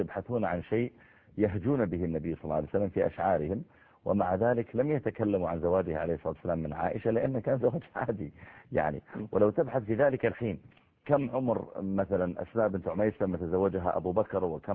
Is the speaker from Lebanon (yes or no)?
no; Saudi Arabia; هو المهر اللي موجود عندنا في السعودية